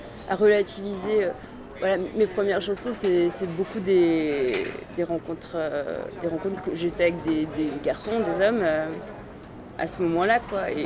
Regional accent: Grand Est, France; born there; now in Paris, France; Je suis née en Alsace.

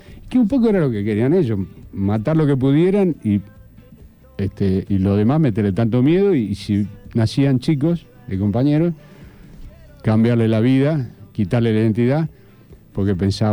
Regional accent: Santa Fe, Argentina; No, yo soy santafesino, pero de todas maneras estaba acá.

